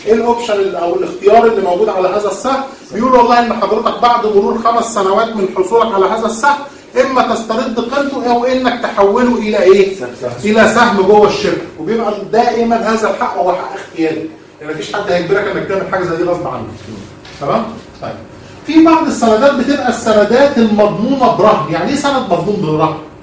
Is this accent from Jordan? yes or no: no; Egypt; عاده يا جماعه عندنا في مصر بيبقى الموضوع ده مش منتشر قوي